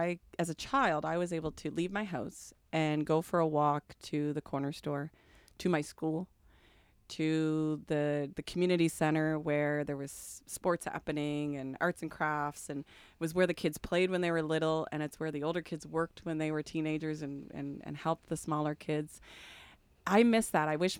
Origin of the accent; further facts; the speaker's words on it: Hantsport, Nova Scotia, Canada; I grew up in a small town, quite a small town, in Hantsport. It was called Hantsport, Nova Scotia. So it was a mill town, very, very small community.